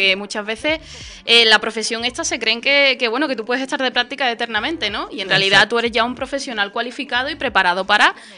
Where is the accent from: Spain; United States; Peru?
Spain; Morón de la Frontera, Andalusia; empecé en la SER de mi pueblo, de Morón de la Frontera, un pueblecito de Sevilla.